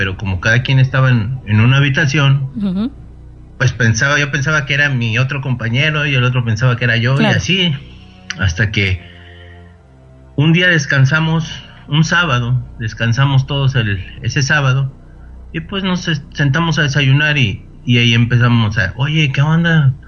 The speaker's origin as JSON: {"language": "Spanish", "region": "Mexico City", "country": "Mexico", "tie": "born or raised there", "said": "Yo soy originario de Ciudad de México."}